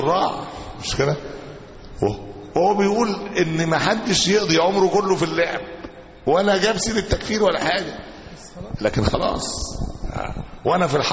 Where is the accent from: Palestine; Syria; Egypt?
Egypt; احنا عندنا في مصر هنا